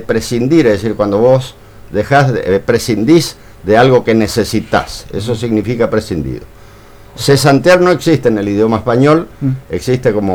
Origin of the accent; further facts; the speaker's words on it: Posadas, Misiones, Argentina; soy de Posadas y casualmente también de Canal 12.